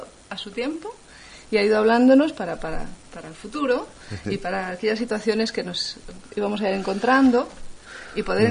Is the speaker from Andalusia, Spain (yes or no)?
no; Madrid, Community of Madrid, Spain; Desde Madrid.